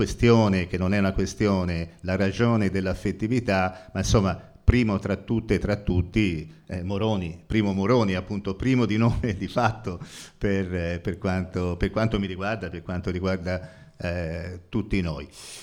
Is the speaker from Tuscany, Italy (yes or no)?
yes; Florence, Tuscany, Italy; io vengo da Firenze